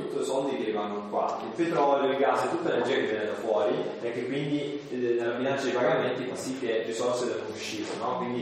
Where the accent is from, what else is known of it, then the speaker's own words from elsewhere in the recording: Calabria, Italy; Io sono calabrese, come forse si capisce da un po' dall'accento, e mi sono trasferito qui in Alto Adige